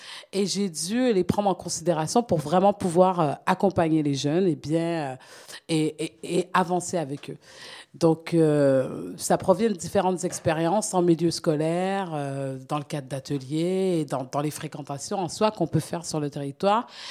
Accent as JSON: {"language": "French", "country": "Canada", "tie": "born or raised there", "lives_now": "French Guiana", "said": "je suis venue en Guyane. En fait, à la base, je ne vivais pas en Guyane, j'ai grandi au Canada."}